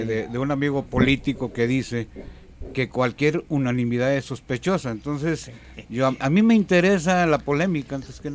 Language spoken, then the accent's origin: Spanish; Guadalajara, Jalisco, Mexico; porque somos de Guadalajara, porque somos neogallegos